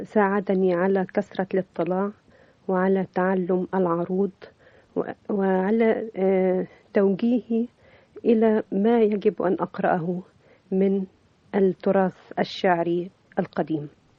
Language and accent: Arabic; Port Said, Port Said Governorate, Egypt; في مدينة بورسعيد عشت فترة طفولة طيبة جدا